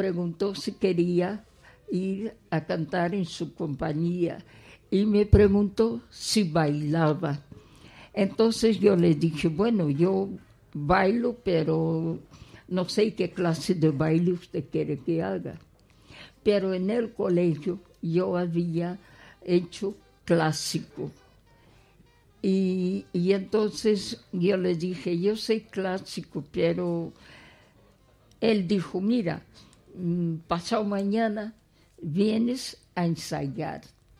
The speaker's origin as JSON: {"language": "Spanish", "region": "Asturias", "country": "Spain", "tie": "born or raised there", "also_born_or_lived": "Brazil", "said": "Yo quiero decirte que yo nací en el Brasil, pero yo me siento muy, muy, muy asturiana."}